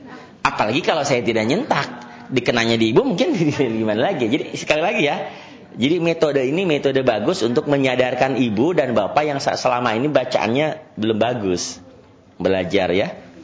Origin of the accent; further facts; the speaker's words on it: Sukabumi, West Java, Indonesia; also born or lived in Batak; saya ini orang Sukabumi, lahir di Sukabumi, tapi lama di terminal.